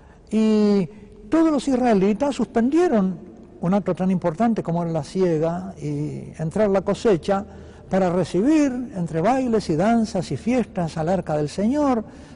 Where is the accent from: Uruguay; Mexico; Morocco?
Uruguay; también un episodio que he visto en mi país, en el Uruguay, durante la Semana Santa